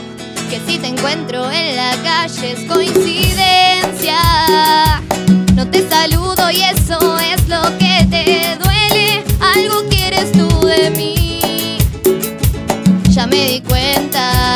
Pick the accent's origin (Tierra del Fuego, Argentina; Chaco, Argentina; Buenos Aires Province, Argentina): Buenos Aires Province, Argentina; La Plata; El resto somos de acá de La Plata.